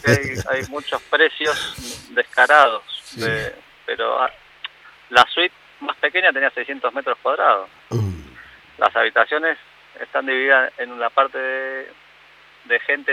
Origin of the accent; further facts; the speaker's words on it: Argentina; me encantaría hacer cosas en Argentina y más en mi tierra, por supuesto.